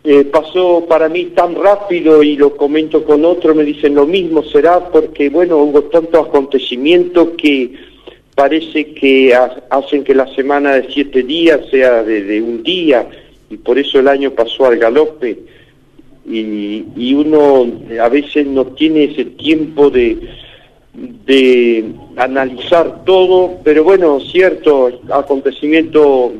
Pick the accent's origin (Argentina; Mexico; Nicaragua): Argentina; nos hizo descubrir que somos un pueblo, somos Argentina